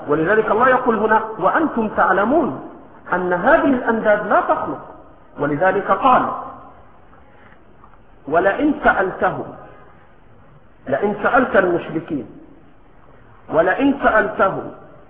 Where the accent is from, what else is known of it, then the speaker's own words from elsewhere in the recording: Egypt; accent: Egyptian; ولكن في لهجتنا المصرية بنقول شلا شلا